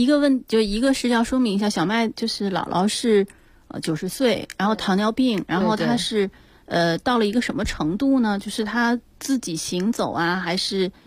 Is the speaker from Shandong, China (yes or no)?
yes; Jinan, Shandong, China; 我的母亲其实她还在我的老家济南那边